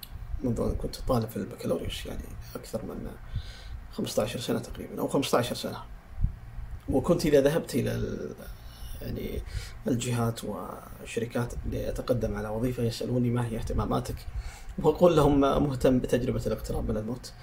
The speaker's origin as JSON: {"language": "Arabic", "country": "Saudi Arabia", "said": "حتى عندنا في السعودية"}